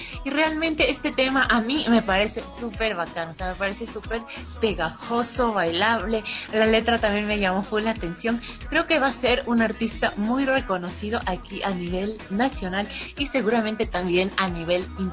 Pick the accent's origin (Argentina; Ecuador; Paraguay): Ecuador; es una música que como ecuatorianos nos llega full.